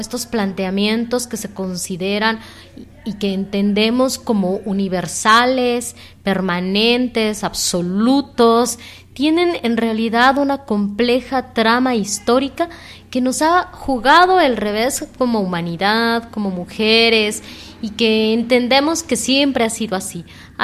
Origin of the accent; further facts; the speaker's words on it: Mexico; now in Guatemala; soy mexicana. Llevo varios años viviendo en Centroamérica y bueno, la vida y la voluntad me trajo aquí a Guatemala y pues casi tengo 5 años viviendo aquí.